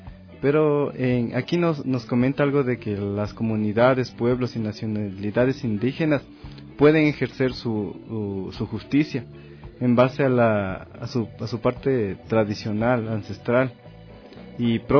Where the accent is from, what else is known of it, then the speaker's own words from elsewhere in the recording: Ecuador; en nuestra memoria histórica como ecuatorianos, ecuatorianas